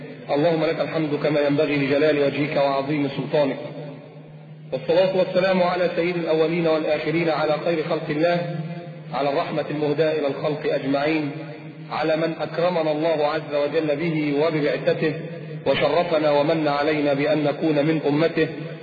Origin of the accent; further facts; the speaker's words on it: Alexandria, Alexandria Governorate, Egypt; وتروح التراب عندنا في اسكندريه